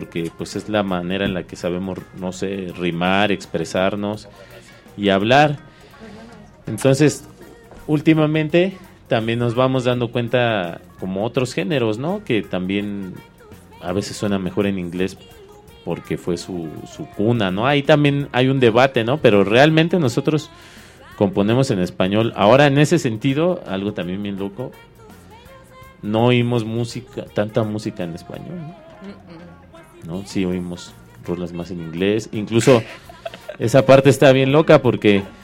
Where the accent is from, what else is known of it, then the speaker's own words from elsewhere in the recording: Iztapalapa, Mexico City, Mexico; yo, por ejemplo, crecí en Iztapalapa y ahí se oía mucho